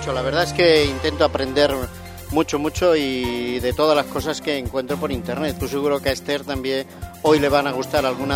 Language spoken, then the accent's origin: Spanish; Spain; porque somos españoles.